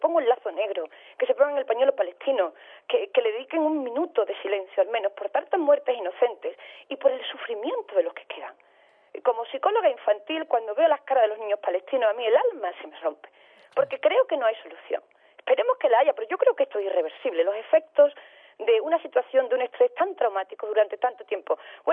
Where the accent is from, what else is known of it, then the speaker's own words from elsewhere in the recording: Andalusia, Spain; Yo como andaluza no me puedo sentir más defraudada con mi gobierno autonómico